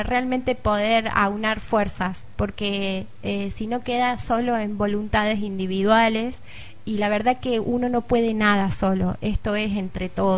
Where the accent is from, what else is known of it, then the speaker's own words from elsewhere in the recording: Córdoba, Argentina; Vengo de Córdoba capital y he trabajado en realidad siempre con jóvenes.